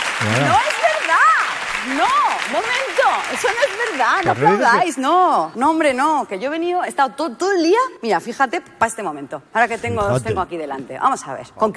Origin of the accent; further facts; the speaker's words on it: Argentina; born there; yo nací en Argentina y voy a hablar de mí.